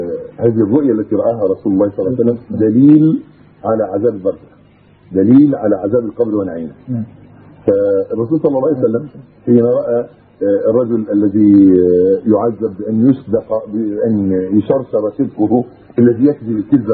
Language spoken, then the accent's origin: Arabic; Egypt; حتى عندنا في مصر وفي غيره في كل مكان